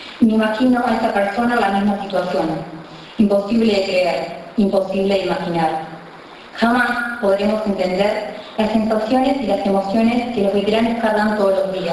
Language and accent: Spanish; Argentina; Porque soy argentina y la siento argentina.